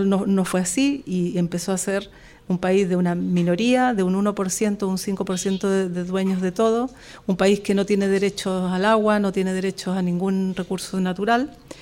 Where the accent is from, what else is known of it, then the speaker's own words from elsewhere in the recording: Chile; Yo como chilena siempre lo dije